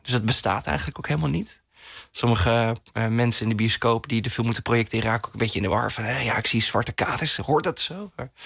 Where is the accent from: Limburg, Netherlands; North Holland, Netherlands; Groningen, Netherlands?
Groningen, Netherlands; Veendam; En ja, in Veendam, waar ik opgroeide, ja, er was toch weinig ruimte om een beetje buiten de pas te lopen.